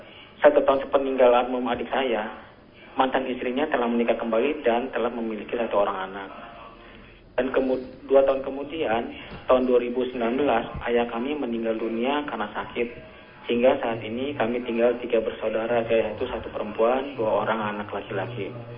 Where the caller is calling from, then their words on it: Depok, West Java, Indonesia; Dari Depok saya.